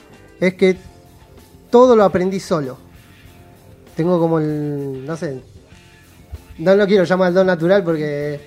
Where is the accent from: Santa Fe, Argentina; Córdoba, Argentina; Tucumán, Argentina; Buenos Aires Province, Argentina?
Buenos Aires Province, Argentina; Adrogué; yo soy de San José, Adrogué.